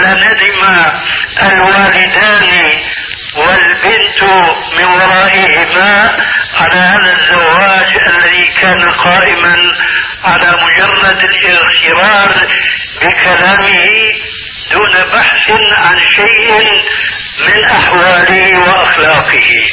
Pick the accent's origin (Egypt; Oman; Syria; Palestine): Syria; كما يقولون عندنا في سوريا بالسريج وبفتيل